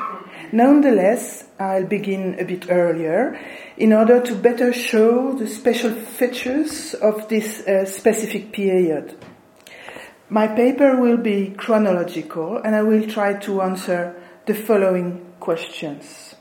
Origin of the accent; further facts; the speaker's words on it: eastern France, France; born there; English is a second language; Well, I was born in Eastern France in a generation where students learned German, and so I'm still unable to talk Spanish today.